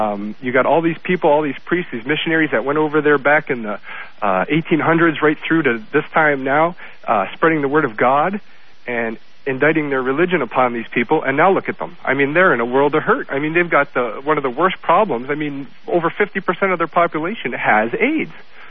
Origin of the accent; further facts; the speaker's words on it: Canada; I'm from Canada, by the way.